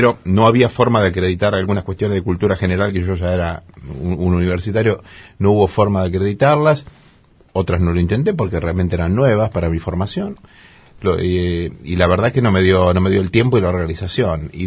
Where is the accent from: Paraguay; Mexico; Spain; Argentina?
Argentina; Lincoln, Buenos Aires Province; Mi pueblo en Lincoln fue bastante pionero con el tema de la radio y también de la televisión por cable